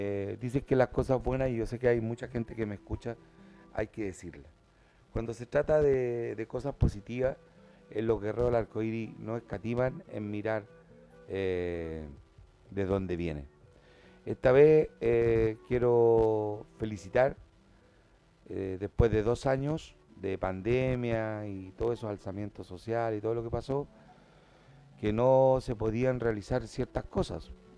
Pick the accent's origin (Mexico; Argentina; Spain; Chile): Chile; Puente Alto, Santiago Metropolitan Region; de acá de Puente Alto, población donde yo nací. Y fue algo muy hermoso, se lo diré, poder encontrarme con algunas vecinas que me conocían desde niño.